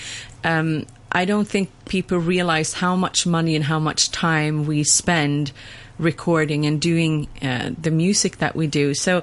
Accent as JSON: {"language": "English", "country": "Sweden", "said": "because I'm from Sweden."}